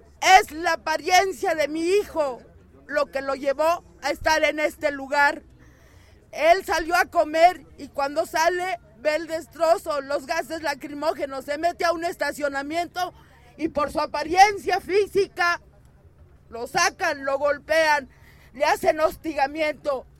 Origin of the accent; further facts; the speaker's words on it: Mexico City, Mexico; me hacía más orgullosa todavía ser del Distrito Federal